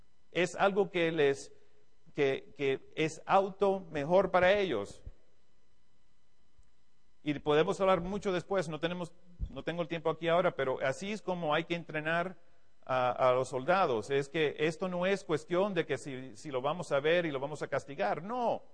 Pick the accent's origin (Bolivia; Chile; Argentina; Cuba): Cuba; now in United States; aunque soy de Estados Unidos, como ya muchos de ustedes saben, soy originalmente de Cuba, me siento como latino, he estado aquí con ustedes muchos años, he estado en toda Latinoamérica por toda mi carrera militar.